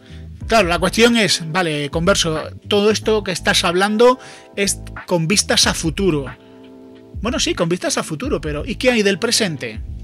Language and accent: Spanish; Spain; para mí como español